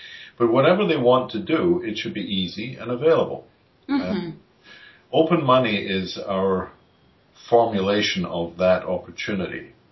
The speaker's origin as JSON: {"language": "English", "country": "United Kingdom", "tie": "born or raised there", "moved": "as an adult", "lives_now": "Comox Valley, Canada", "said": "Originally, though, I grew up in the United Kingdom. I was Scottish, and then I was English, and I went to various universities in England as a physicist, a business degree, teaching qualification. But then I ended in Canada"}